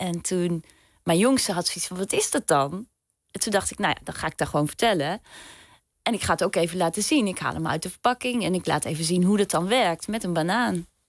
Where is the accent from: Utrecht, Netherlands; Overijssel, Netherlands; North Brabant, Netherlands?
Overijssel, Netherlands; ik kom dan uit Zalland en ik heb familie in Twente